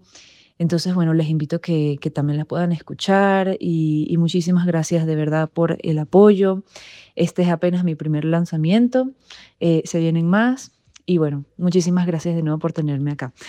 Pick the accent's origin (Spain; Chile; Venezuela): Venezuela; now in Colombia; Yo soy cantautora venezolana viviendo en Colombia